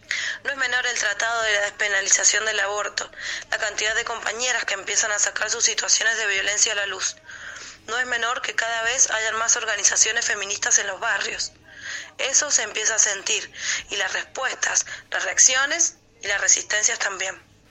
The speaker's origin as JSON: {"language": "Spanish", "country": "Chile", "said": "haciendo alusión sobre todo a que soy chilena"}